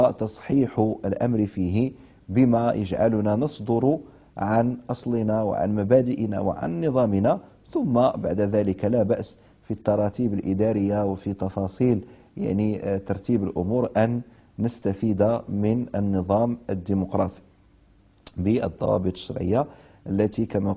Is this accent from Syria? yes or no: no; Morocco; بلدي الأصلي المملكة المغربية والبلد المستضيف لهذه الحلقات وهي دولة الكويت الشقيقة